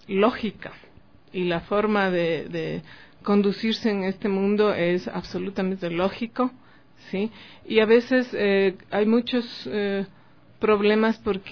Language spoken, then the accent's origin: Spanish; Germany; Yo vengo de Alemania